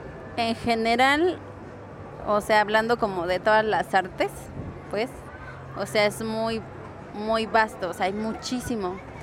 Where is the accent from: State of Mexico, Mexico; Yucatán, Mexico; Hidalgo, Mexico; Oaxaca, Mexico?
State of Mexico, Mexico; Amecameca; also born or lived in Toluca / Chalco; yo digo que soy de Ameca porque en realidad he vivido más tiempo ahí que en cualquier otro lugar, ¿no? También viví en Toluca, porque mis padres pues son separados